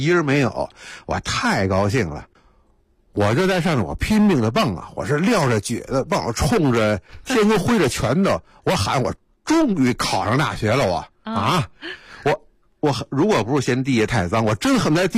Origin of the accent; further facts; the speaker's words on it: Beijing, China; 所以北海对我们北京人来说那就更熟悉了嘛。